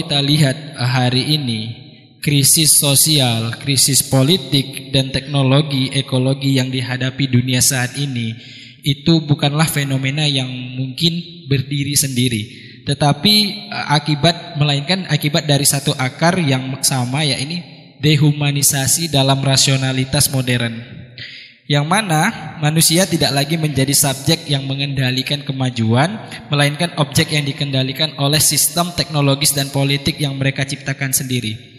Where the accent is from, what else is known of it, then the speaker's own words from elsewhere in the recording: Riau Islands, Indonesia; now in Yogyakarta, Indonesia; Saya berasal dari Kepulauan Riau, ujung utara Indonesia. Saat ini saya sedang berdomisili di Yogyakarta, sedang melanjutkan pendidikan di UIN Sunan Kalijaga.